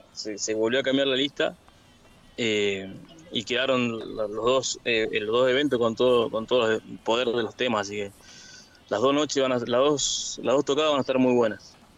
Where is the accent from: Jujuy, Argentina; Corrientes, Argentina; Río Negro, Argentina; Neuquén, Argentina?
Jujuy, Argentina; Palpalá; yo sí tengo vecinos, yo soy de Palpalá.